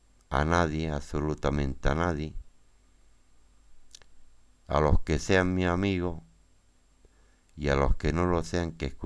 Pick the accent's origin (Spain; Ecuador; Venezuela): Spain; Torviscón, Andalusia; Yo nací en Torbiscón, barrio Zenete, al lado donde vive mi amigo Agustín Payares, barrio Zenete. Él conoce la casa donde yo nací.